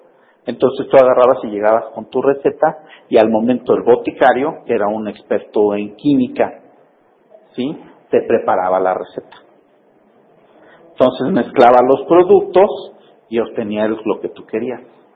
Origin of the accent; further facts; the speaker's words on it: Mexico; a nosotros como mexicanos, ahí es donde más nos puede afectar